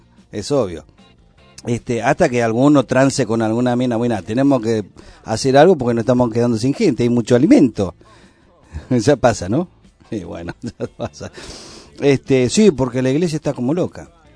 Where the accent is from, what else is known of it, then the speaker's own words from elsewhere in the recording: Argentina; Somos grandes los argentinos.